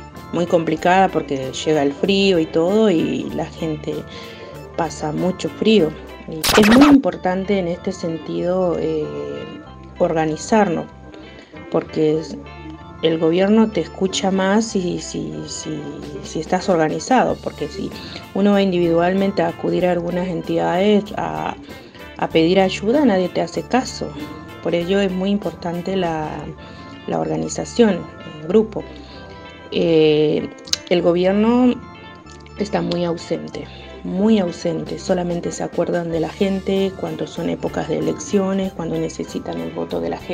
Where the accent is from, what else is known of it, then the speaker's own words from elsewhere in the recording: Neuquén, Argentina; soy de Barrio 7 Mayo, de Neuquén Capital.